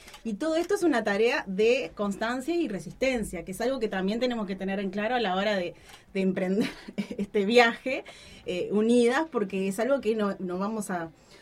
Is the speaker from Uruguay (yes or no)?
yes; Montevideo, Uruguay; hoy por hoy la mayoría somos de Montevideo